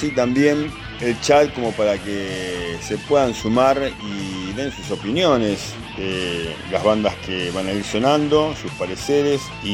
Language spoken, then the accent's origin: Spanish; Argentina; Como soy argentino y no vivo en un cubito, me tengo que adaptar a la situación